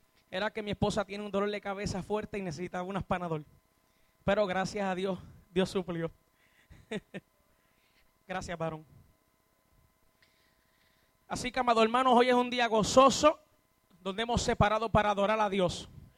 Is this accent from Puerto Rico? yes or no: yes; Utuado, Puerto Rico; soy del pueblo de Utuado.